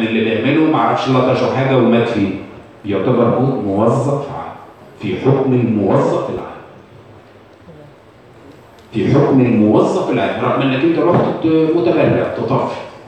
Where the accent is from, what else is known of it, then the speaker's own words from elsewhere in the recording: Egypt; يبقى احنا عندنا في مصر